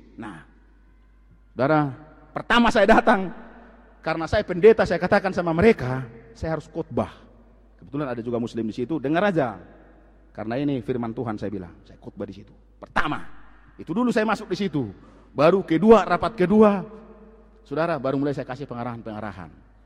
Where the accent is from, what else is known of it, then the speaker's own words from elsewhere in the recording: Siborongborong, North Sumatra, Indonesia; Waktu SD, saudara, saya di Seborong-borong di Paniaran, waktu SD. Saudara, daerah kami 100% Kristen.